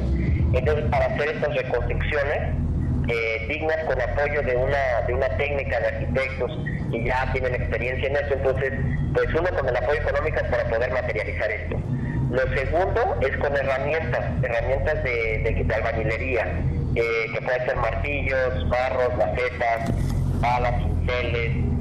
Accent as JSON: {"language": "Spanish", "country": "Mexico", "said": "eso es lo que tenemos que ejercitar como mexicanos, ¿no?"}